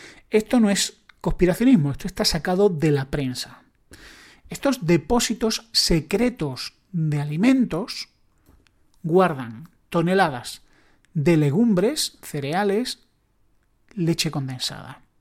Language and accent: Spanish; Spain; en mi país, España